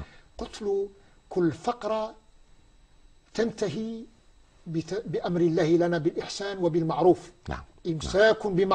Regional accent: Algeria; عندنا في الجزائر

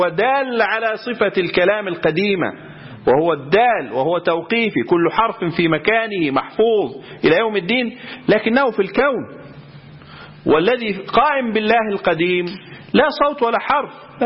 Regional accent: Egypt; وعندنا في مصر القضاء الشرعي يحكم بهذا

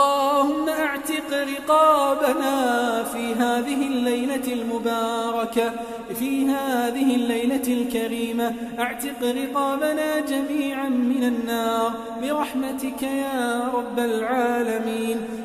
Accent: Kuwait; اللهم احفظ بلدنا الكويت

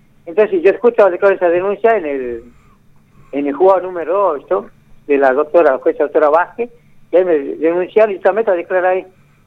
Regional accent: Argentina; nosotros somos piqueteros, pero somos argentinos.

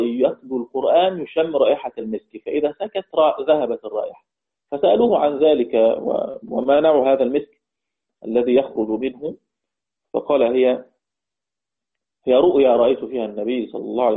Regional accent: Egypt; كحفص عندنا في مصر

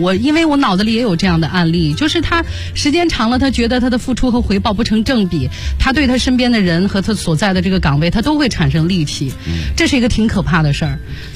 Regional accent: Shanxi, China; 因为我就是当地人，我当时在山西

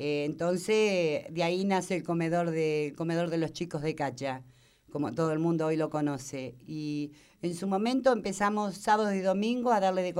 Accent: Tandil, Buenos Aires Province, Argentina; vengo de Tandil, de un barrio común como cualquier otro, un barrio que se llama Las Tunitas y que para mí realmente es muy importante porque yo nací en ese lugar.

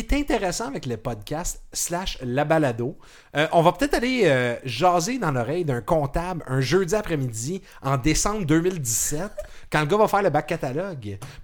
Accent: Laval, Quebec, Canada; une balado-diffusion québécoise, montréalaise, slash, je viens de Laval, je m'excuse

